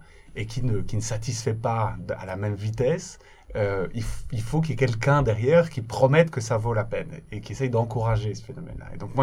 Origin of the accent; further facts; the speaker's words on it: Belgium; Alors, je suis originaire de Belgique